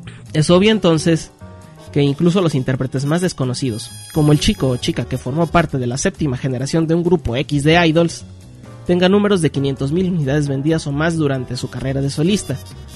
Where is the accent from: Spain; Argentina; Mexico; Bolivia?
Mexico; las promotoras de conciertos en mi país, México